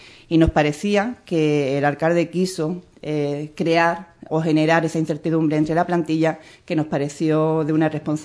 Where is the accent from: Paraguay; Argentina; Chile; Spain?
Spain; Andalusia; las leyes autonómicas que nos obligan a contribuir como andaluces